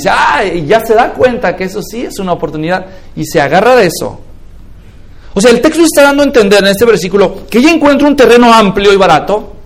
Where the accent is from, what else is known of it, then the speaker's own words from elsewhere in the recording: Guadalajara, Jalisco, Mexico; así funcionaba en México, yo crecí en Guadalajara